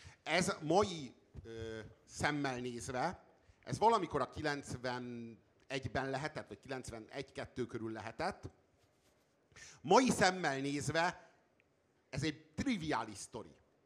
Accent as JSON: {"language": "Hungarian", "country": "Hungary", "said": "Ott leszünk, nézni fogjuk a tűzijátékot, és büszkék leszünk, hogy magyarok vagyunk."}